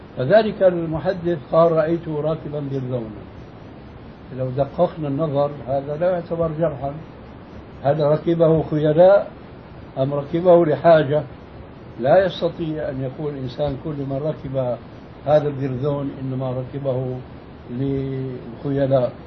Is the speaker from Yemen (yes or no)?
no; Syria; وهذا كانوا إلى أهل قريب عندنا في سوريا يمتطيه طبقة معينة من الناس